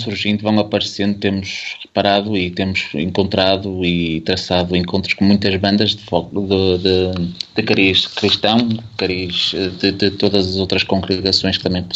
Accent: Vila Nova de Famalicão, Braga, Portugal; Eu sou de Vila Nova de Famalicão

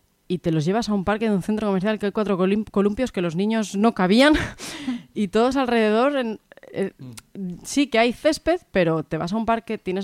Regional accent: Castilla-La Mancha, Spain; now in Zaragoza, Spain; Yo como manchega

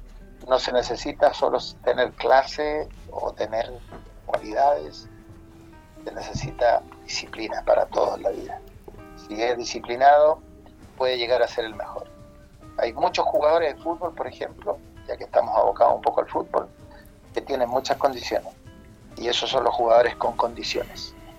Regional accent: Talca, Maule, Chile; Di la vuelta olímpica en Talca, mi ciudad natal

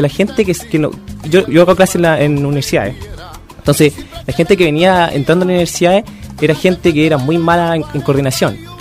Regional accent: Chile; inherentes a nuestro código genético, casi como chileno

